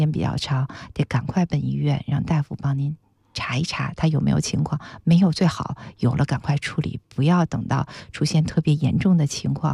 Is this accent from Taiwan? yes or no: no; China; 老年人呢，我们中国人有敬老的传统，家里我们也很照顾